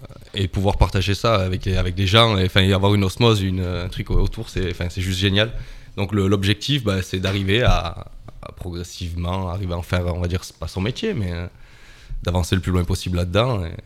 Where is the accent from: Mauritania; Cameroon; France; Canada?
France; Gap, Provence-Alpes-Côte d'Azur; moi je suis au Alpin, je viens de Gap. Je pense que vous avez un petit peu entendu l'accent.